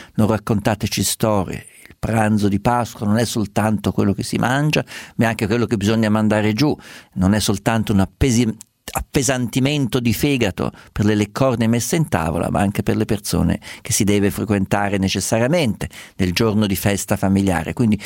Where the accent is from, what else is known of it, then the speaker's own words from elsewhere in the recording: Umbria, Italy; Sì, lo so, sono le mie parti.